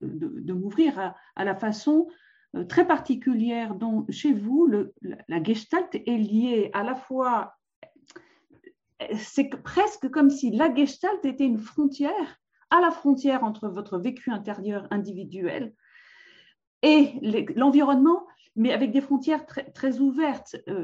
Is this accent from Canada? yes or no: no; France; je connais l'histoire du Liban un peu parce que je suis française